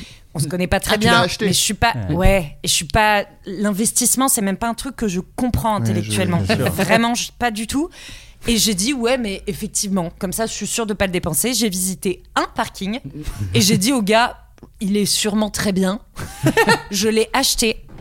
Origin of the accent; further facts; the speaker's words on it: Paris, Île-de-France, France; Non, j'ai grandi à Paris.